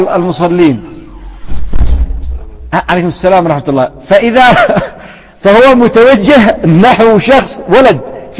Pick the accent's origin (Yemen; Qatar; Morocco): Yemen; فيسمى هذا عندنا في اليمن غيان